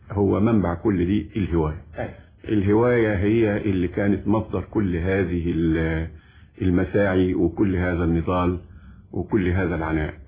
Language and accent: Arabic; Egypt; وانا بعتبر ان الموسيقى او الغناء عندنا في مصر